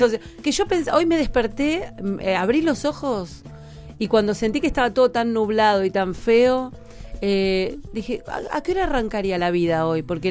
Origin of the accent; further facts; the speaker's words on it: Argentina; Soy una argentina que no juega al truco, bueno, sí.